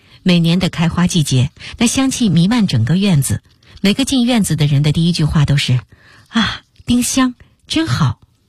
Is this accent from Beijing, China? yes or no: yes; Beijing, China; 让我真正产生记忆的家，是我出生的地方，在北京的王府井附近，协和医院的后身，那个胡同叫马家庙，九号是我家的门牌，一个有着18间房屋的四合院